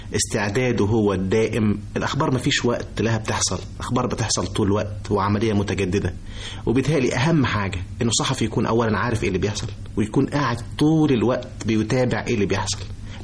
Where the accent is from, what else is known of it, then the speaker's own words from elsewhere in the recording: Egypt; وبحاول اقول له ان انا مصري، واحاول اقول له انا مين